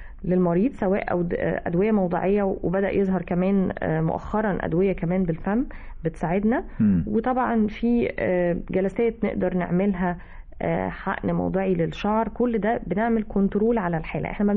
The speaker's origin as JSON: {"language": "Arabic", "country": "Egypt", "said": "احنا كمصريين بدأنا نستخدمه كلفظ ان احنا مش حابين بعض"}